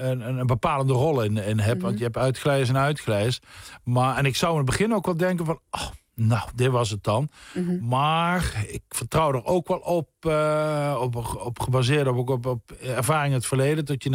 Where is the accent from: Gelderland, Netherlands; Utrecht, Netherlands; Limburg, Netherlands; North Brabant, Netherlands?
Limburg, Netherlands; Nuth; ik kom uit Zuid-Limburg, het Nut, een dorpje bij Heerlen. Er is geen zee of meer in de buurt.